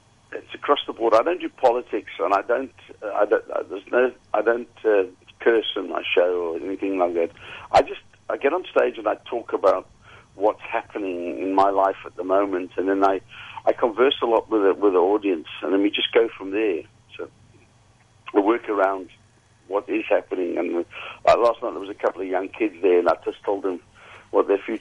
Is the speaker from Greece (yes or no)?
no; Zimbabwe; born there; also born or lived in Wales / South Africa; Well, I was born in Zimbabwe. I lived in Wales for 8 years and came back to the UK.